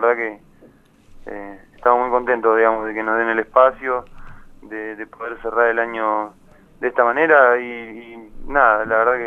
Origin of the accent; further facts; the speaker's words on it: Cipolletti, Río Negro, Argentina; Y en el verano yo me voy para la fiesta porque yo soy de Cipolletti, de Río Negro.